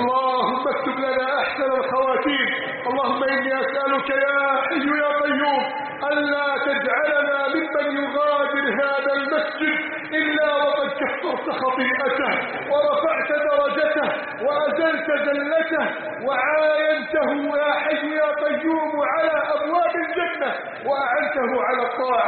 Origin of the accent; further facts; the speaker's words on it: Egypt; اللهم احفظ بلدنا مصر من كيد عند الكائدين وحقد الحاقدين وتربص الظالمين